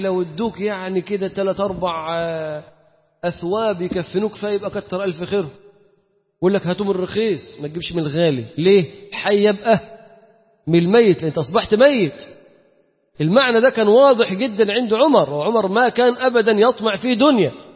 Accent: Egypt; التركيبة بتاعتنا احنا كمصريين، تركيبتنا احنا كمصريين غير قابلة

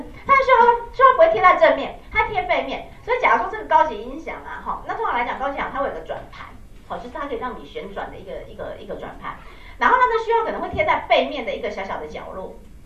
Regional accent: Taiwan; 你看我们台湾人都真的

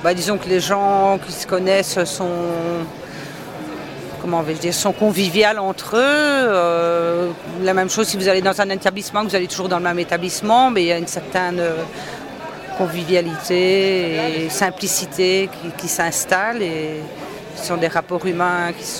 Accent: Charleroi, Wallonia, Belgium; je suis originaire de Charleroi, donc Charleroi, c'est ma ville.

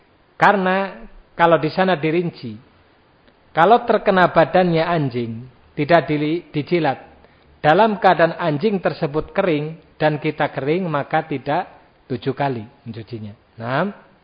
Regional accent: Java, Indonesia; Nah, sekarang banyak anak muda enggak tahu bahasa Jawa ya. Kita orang Jawa sebetulnya yaitu tadi ya perlu latihan ya.

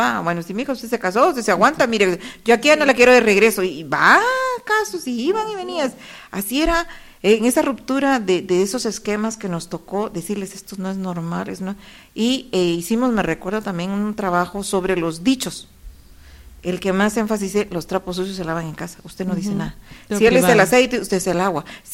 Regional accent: Guatemala; como buen chapín, le digo

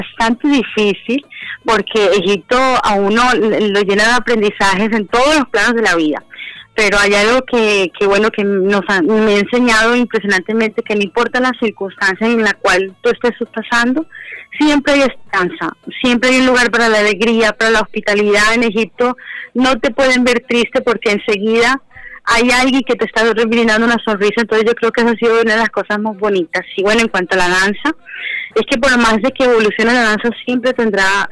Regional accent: Barranquilla, Atlántico, Colombia; porque me encuentro en mi Barranquilla hermosa. Llegué el domingo y estoy, mejor dicho, feliz de volver a mi tierra barranquillera.

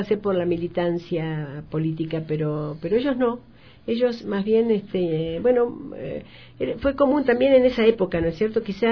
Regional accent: Bahía Blanca, Buenos Aires Province, Argentina; born there; Bueno, nací en Argentina hace ya unos cuantos años, que no creo que vengan al caso. Y nací en una ciudad que se llama Bahía Blanca

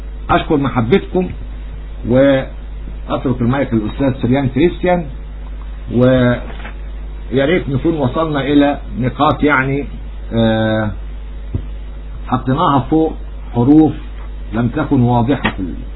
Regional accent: Egypt; نحن نفرض شروطنا كمصريين كأولاد أرض.

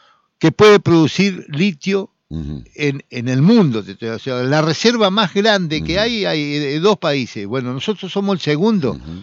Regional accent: Argentina; Me preocupa como argentino, me preocupa por la entrega, claro, la entrega al país.

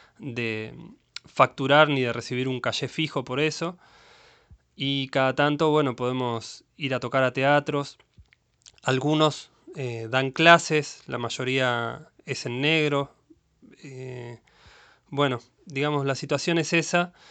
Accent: Mar del Plata, Buenos Aires Province, Argentina; soy músico de Mar del Plata.

